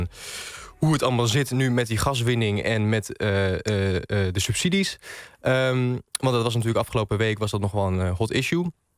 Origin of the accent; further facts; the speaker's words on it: Groningen, Netherlands; now in Drachten, Netherlands; Jawel, ik woon, ik woon in Drachten, maar okay. Officieel. Maar ik kom wel uit Groningen.